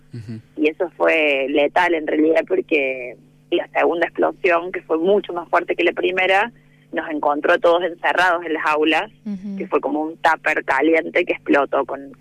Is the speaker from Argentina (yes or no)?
yes; Río Tercero, Córdoba, Argentina; para quienes somos de Río Tercero, es como un chiste cotidiano